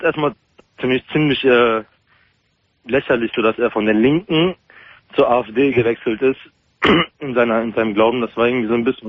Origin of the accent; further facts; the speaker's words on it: Germany; born there; Ich bin gebürtig Deutscher, aber ich bin türkisch, ja, also türkischer Herkunft.